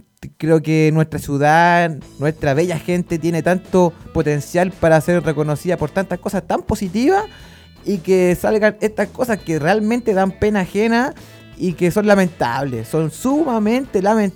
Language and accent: Spanish; Rancagua, O'Higgins, Chile; en la pobre gente rancagüina de mi pueblo, ¿cierto? De mi pobre pueblo que sufre, ¿cierto?